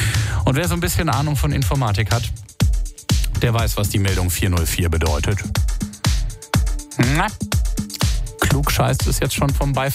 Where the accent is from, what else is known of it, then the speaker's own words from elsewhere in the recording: Saarbrücken, Saarland, Germany; Und ich komme noch aus meiner Heimatstadt, aus Saarbrücken.